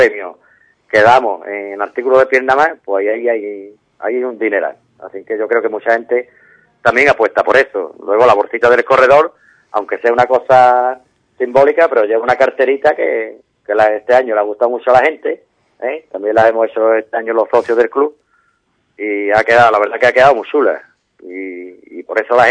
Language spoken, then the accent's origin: Spanish; Ubrique, Andalusia, Spain; el pueblo de Ubrique hay que darle un 10 porque es de las carreras que yo conozco. No es porque sea mi pueblo, pero es donde más público hay